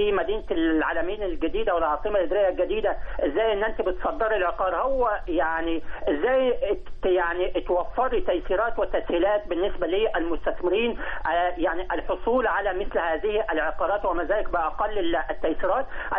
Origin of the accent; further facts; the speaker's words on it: Egypt; ويمكن لدينا تجربة كمصريين كدولة مصرية لدينا الكوادر البشرية